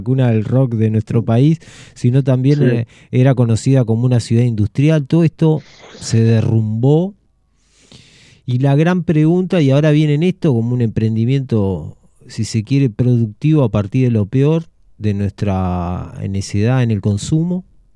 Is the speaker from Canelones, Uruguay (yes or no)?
yes; Canelones, Uruguay; yo soy del departamento de Canelones de toda la vida. Siempre digo que si me hacen un ADN, mi código genético tiene la forma del departamento de Canelones.